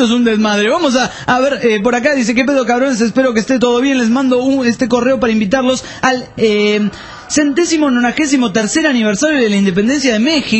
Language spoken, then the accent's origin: Spanish; Argentina; pero yo lo puedo decir porque soy argentino